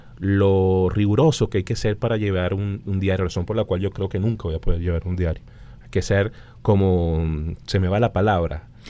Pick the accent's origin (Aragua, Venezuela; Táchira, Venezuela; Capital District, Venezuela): Capital District, Venezuela; Caracas; me refiero a nosotros como caraqueños, como ciudadanos